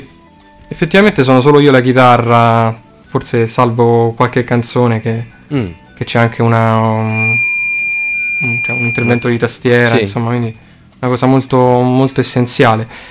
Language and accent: Italian; Rome, Lazio, Italy; born there; Sì, Roma. Oddio, in verità è ciampino, quindi sono nato a Roma